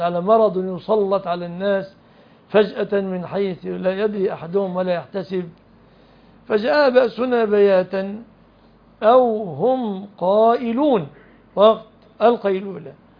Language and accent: Arabic; Egypt; ليس المعنى الذي عندنا في مصر نطلق المدن والقرى